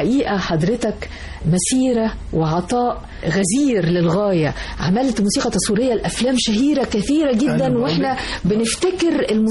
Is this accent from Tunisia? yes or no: no; Egypt; أعتقد أنها يعني خسارة كبيرة بالنسبة لنا إحنا كمصريين